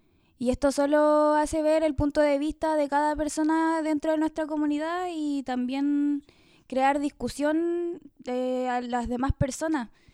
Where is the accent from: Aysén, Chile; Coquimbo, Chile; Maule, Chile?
Aysén, Chile; Puerto Cisnes; porque claramente para seguir mis estudios tengo que salir de mi pueblo